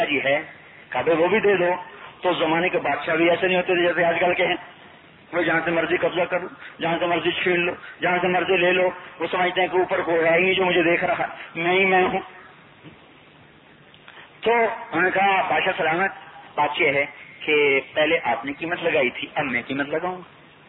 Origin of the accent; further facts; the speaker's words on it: Khanewal, Punjab, Pakistan; ایک خانے والا ہمارا ضلع خانے والا، پہلے ملتان کا خانے والا